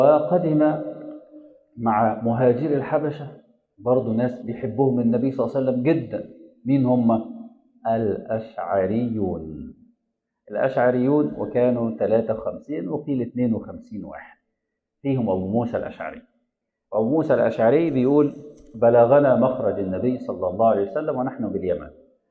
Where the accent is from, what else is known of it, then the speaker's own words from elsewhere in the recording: Egypt; وفي ناس في المدينه المنوره وفي ناس عندنا في مصر ما عرفوش اللي حصل